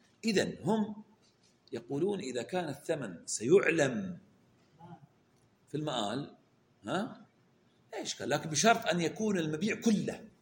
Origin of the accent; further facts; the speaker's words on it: Saudi Arabia; عندنا في السعودية رولة يلفون عليه القماش